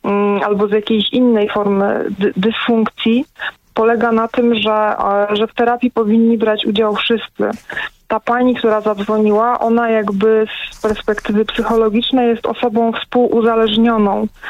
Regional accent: Katowice, Silesian Voivodeship, Poland; Ja jestem z Katowic, więc tam to tutaj się to działo.

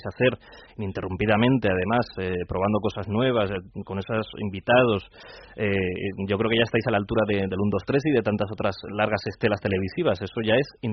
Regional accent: Requena, Valencian Community, Spain; Yo soy de Requena

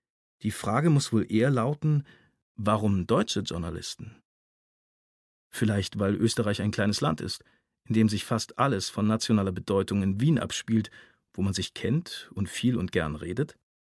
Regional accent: Germany; Wir sind beide in der Nähe der österreichischen Grenze aufgewachsen.

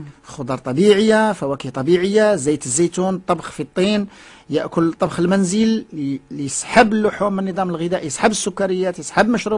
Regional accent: Morocco; ما عندنا ما ناكلو في المغرب، عندنا في المغرب. المغرب بلد ما شاء الله.

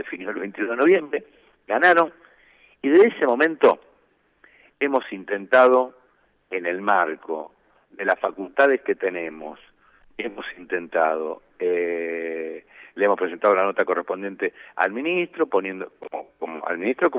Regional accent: Santa Fe, Argentina; Yo soy de Santa Fe, soy profesor titular de la Facultad de Derecho

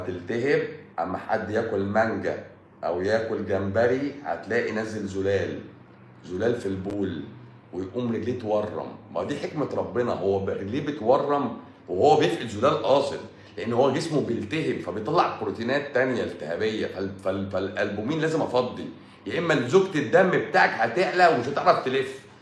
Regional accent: Egypt; احنا مصريين بقى حرف السين بيبقى تقيل، بقى تقيل على لساننا

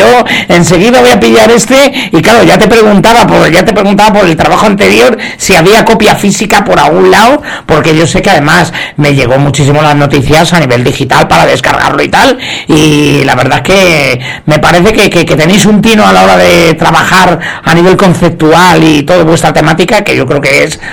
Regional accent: Albacete, Castilla-La Mancha, Spain; Sí, bueno, no lo he dicho, pero es que soy de Albacete, si no me equivoco, ¿verdad?

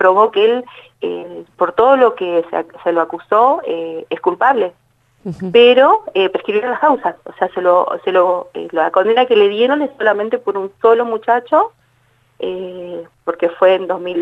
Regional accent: Buenos Aires, Argentina; Yo soy de Buenos Aires, hace 3 años que vivo acá

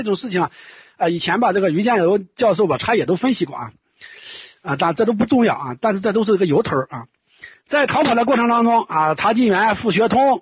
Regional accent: China; 但是咱们大陆人嘛，在今天可以说是司空见惯啊

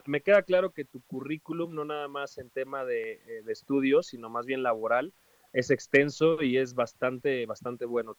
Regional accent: Xochimilco, Mexico City, Mexico; mis papás viven en Xochimilco. Yo, pues prácticamente toda mi infancia, parte de mi adolescencia, estuve en Xochimilco

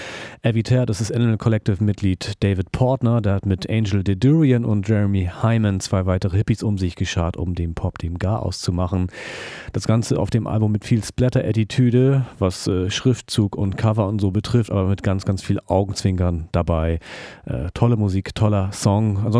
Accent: Hamburg, Germany; Da geht einem als Hamburger, wird einem als Hamburger Jungen so richtig warm ums Herz.

